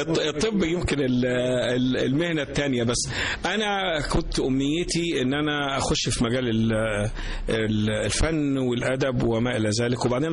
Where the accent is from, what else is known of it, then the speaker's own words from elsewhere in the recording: Mansoura, Dakahlia, Egypt; also born or lived in Cairo; بعد كده معظم حياتي كانت في المنصورة، اتنقلنا وانا سني صغير لمدينة المنصورة، ودخلت مدارس المنصورة، مدرسة الإمام محمد عبده، ومدرسة ابن الأمان، ومدرسة المنصورة الثانوية العسكرية، وبعد كده كلية الطب.